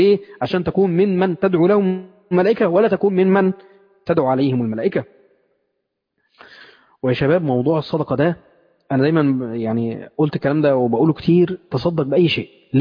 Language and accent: Arabic; Mansoura, Dakahlia, Egypt; يعني عن واحد من المشايخ عندنا في المنصورة